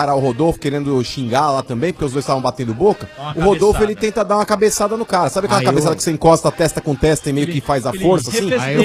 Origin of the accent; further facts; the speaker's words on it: São Paulo, Brazil; Não, sou nada, sou paulista, irmão.